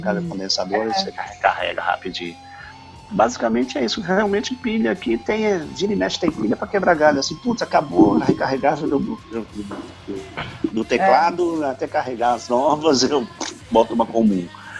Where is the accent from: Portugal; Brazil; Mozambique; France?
Brazil; eu fui o brasileiro médio, eu sou brasileiro médio, né? 1,72 m de altura, baixinho, tal